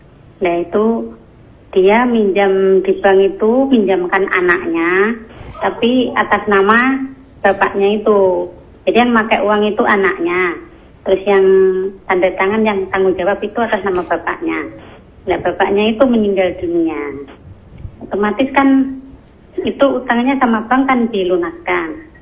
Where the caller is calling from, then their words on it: Nganjuk, East Java, Indonesia; Oh, ini dari Pukotim Nganjuk.